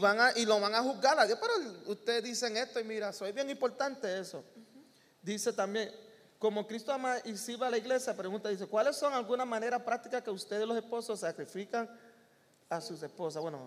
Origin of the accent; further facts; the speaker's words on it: New York, United States; yo fui criado en Nueva York